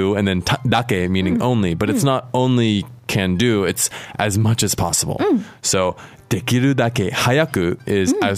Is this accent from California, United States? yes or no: yes; San Francisco, California, United States; My hometown.